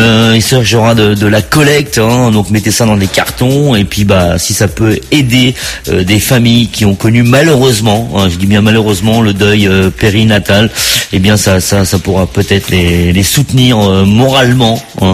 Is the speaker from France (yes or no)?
yes; France; on vient chez nous en France trouver des très bons médecins, parce qu'on a de très bons médecins